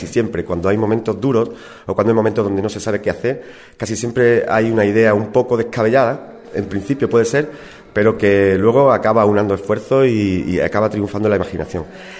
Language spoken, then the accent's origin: Spanish; Andalusia, Spain; para que fuéramos 2 andaluces, y me ha permitido invitar a uno. Yo lo he hecho con un artista de mi pueblo y un gran amigo.